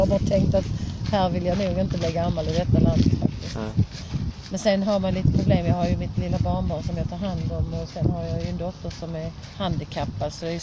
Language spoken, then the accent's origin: Swedish; Sweden; Skulle jag åka på semester idag skulle jag inte säga att jag var från Sverige.